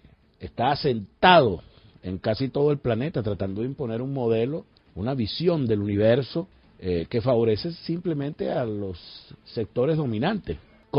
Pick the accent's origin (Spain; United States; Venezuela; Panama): Venezuela; entre las miles de cosas importantes que debimos conocer como venezolanas y venezolanos